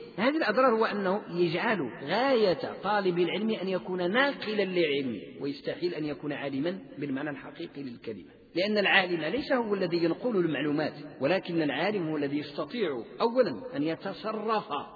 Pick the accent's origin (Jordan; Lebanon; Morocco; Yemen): Morocco; المذهب المالكي عندنا بالمغرب